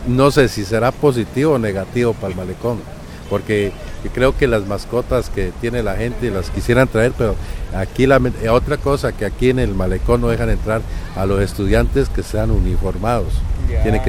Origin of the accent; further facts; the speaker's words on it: Colombia; now in Guayaquil, Ecuador; Yo soy colombiano, pero radicado hace 10 años aquí en Guayaquil.